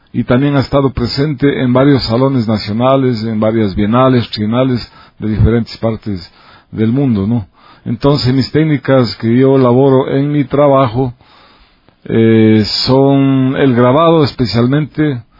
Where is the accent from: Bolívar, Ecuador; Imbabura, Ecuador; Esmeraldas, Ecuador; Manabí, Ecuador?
Imbabura, Ecuador; Ibarra; Realmente yo vengo de la provincia de Imbabura. Soy originario de Ibarra